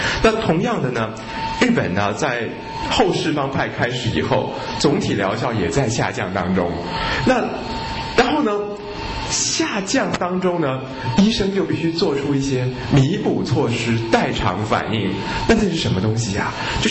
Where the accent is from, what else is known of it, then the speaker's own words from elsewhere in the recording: China; 我们中国的中医都会说